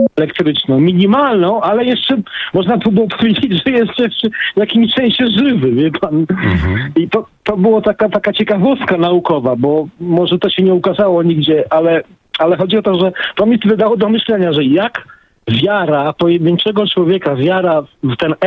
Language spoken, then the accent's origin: Polish; Gdańsk, Pomeranian Voivodeship, Poland; bo ja jestem z Gdańska, w Brzeźnie